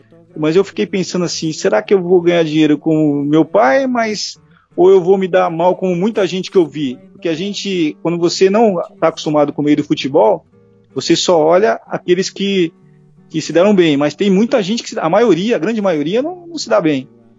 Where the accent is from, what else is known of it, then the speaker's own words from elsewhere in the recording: Santos, São Paulo, Brazil; Eu estou morando em São Paulo, mas eu vim passar essa quarentena aqui na casa da minha irmã, em Santos. E eu comecei a crescer aqui em Santos. E foi aqui que eu passei a maior parte da minha vida.